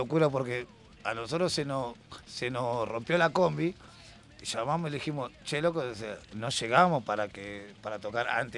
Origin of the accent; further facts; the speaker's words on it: Solano, Buenos Aires Province, Argentina; nosotros somos de Solano